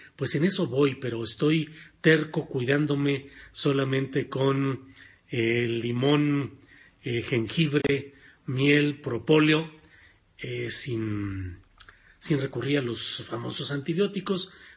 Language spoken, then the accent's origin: Spanish; Torreón, Coahuila, Mexico; es en mi tierra natal, en Torreón, en La Laguna, donde estaré por ahí.